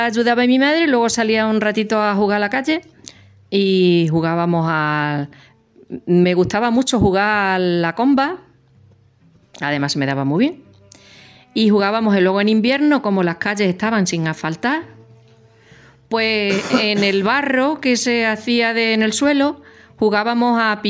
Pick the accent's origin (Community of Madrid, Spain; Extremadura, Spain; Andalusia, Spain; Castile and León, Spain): Extremadura, Spain; Zafra; born there; Nací en el 1960 y nací en Zafra.